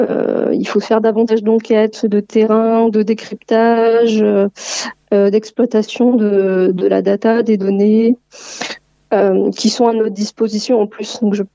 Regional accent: Limoges, Nouvelle-Aquitaine, France; Alors moi je suis originaire de Limoges.

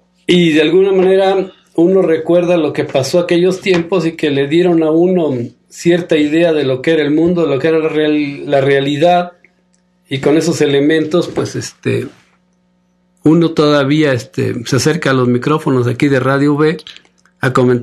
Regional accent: Michoacán, Mexico; De niño yo viví en Michoacán y hacía una comida así tradicional, típica, es la birria.

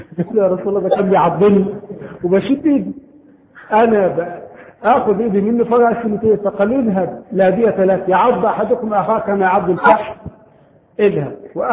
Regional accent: Egypt; طبعا عندنا في مصر هذا القانون غير مطبق شرعا

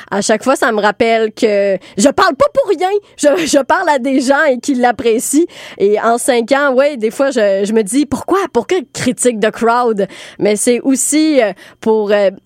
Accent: Montreal, Quebec, Canada; Oui, je suis très montréalaise là-dessus, là. J'ai pas de voiture, transport en commun.

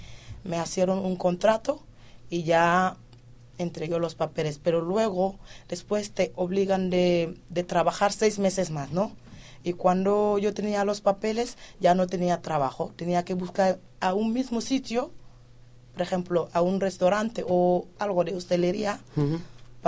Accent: Senegal; Pues, ¿de dónde eres? De Senegal.

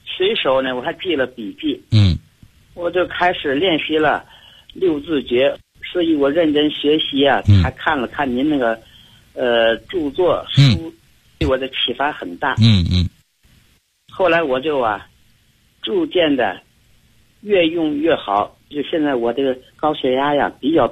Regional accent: Tianjin, China; 我是天津的。我呀刚从外地返回天津。

